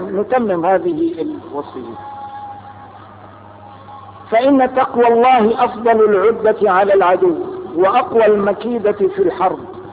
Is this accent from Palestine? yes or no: yes; Palestine; هل ننتصر لحقنا هذا كفلسطينيين؟